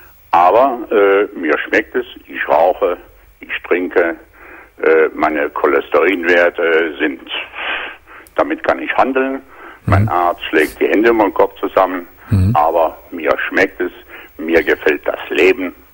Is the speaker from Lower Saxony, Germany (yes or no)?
no; Aachen, North Rhine-Westphalia, Germany